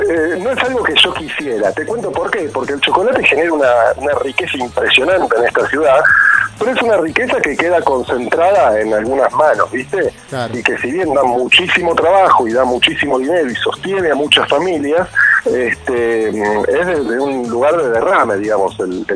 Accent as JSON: {"language": "Spanish", "town": "Lanús", "region": "Buenos Aires Province", "country": "Argentina", "tie": "born or raised there", "lives_now": "Bariloche, Argentina", "said": "como yo, que me crié en Lanús, pero me mudé acá"}